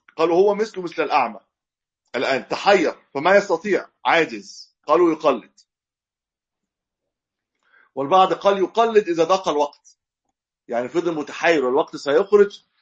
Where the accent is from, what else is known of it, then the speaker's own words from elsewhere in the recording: Egypt; ودايما القبله عندنا في مصر ما بين المشرق والمغرب